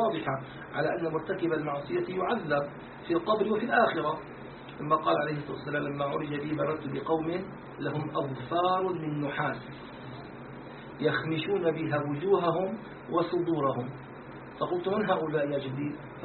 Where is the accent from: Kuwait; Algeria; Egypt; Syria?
Syria; سموه عندنا في الشام سموه نكتة